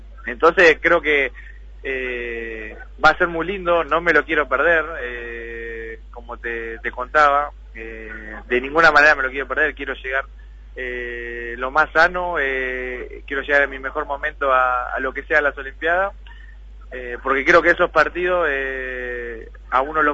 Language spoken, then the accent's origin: Spanish; Argentina; moved away as an adult; now in Spain; más que nada siendo argentinos